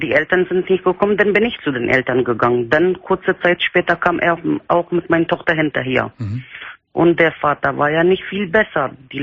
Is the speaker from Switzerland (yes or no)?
no; Turkey; German is a second language; Ich komme aus der Türkei. Ich bin Kurde.